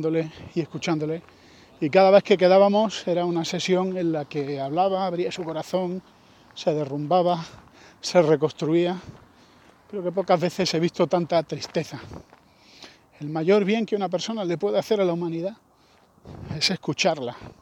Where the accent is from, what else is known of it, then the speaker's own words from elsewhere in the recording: Spain; Yo soy español